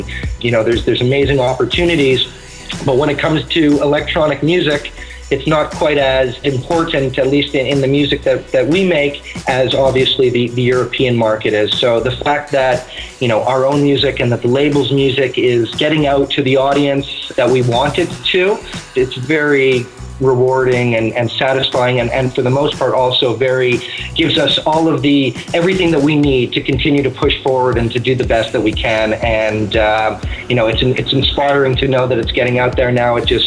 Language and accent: English; Montreal, Quebec, Canada; growing up in Montreal, we heard a lot of his music on Turbo Recordings, which was also based in Montreal. So that's the kind of sound that we were kind of growing up with and learning about.